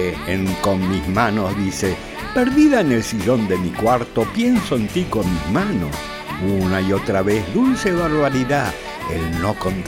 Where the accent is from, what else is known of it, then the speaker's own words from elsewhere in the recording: Argentina; Por lo menos es lo que yo interpreto aquí en mi país, Argentina.